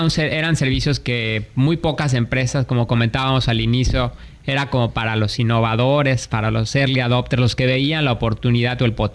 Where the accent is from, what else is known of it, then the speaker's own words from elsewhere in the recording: Mexico; a diferencia de lo que a veces nosotros mismos como mexicanos vemos, de que tenemos muchos problemas en México